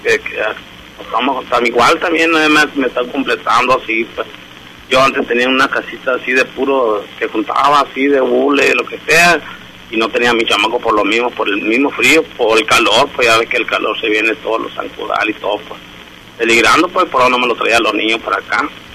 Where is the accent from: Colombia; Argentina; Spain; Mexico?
Mexico; Hermosillo, Sonora; Yo soy de aquí, de Hermosillo, sí.